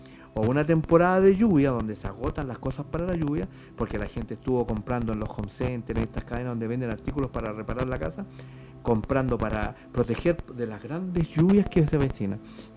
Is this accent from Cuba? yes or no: no; Chile; Bueno, yo soy chileno, aquí yo hablo español.